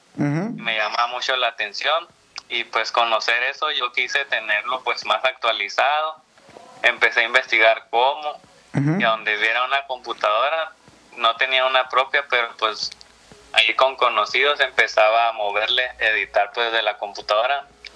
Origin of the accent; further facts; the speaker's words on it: Sonora, Mexico; Soy de Sonora.